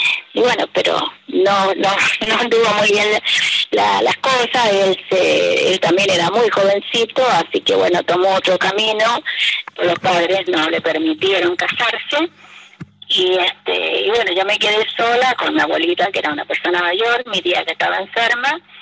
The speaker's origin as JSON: {"language": "Spanish", "town": "Santiago", "region": "Santiago Metropolitan Region", "country": "Chile", "tie": "born or raised there", "said": "ellas se vinieron a Santiago, en Chile, Santiago de Chile, y me crié en Santiago de Chile."}